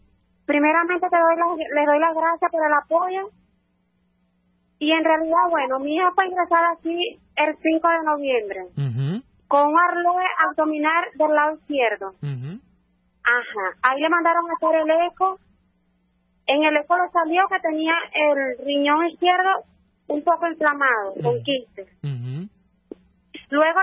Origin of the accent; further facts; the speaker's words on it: El Callao, Bolívar, Venezuela; Nosotros somos del Callao.